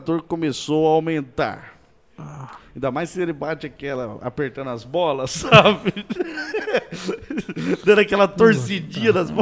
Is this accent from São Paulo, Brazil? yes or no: yes; São José dos Campos, São Paulo, Brazil; sou de São José dos Campos também.